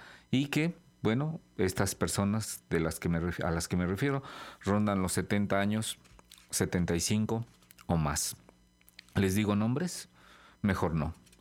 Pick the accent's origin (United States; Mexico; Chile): Mexico; Los mexicanos seguimos siendo igual que en los 50.